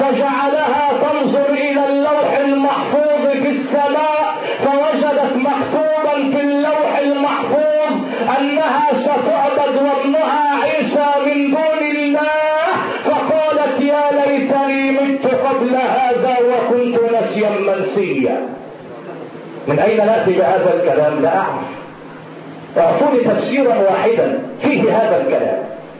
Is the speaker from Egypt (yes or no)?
yes; Egypt; البحر الحلو مع المالح وهو موجود عندنا في مصر